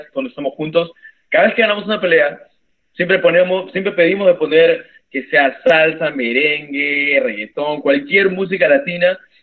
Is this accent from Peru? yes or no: yes; Peru; now in Canada; Somos los únicos peruanos que luchamos aquí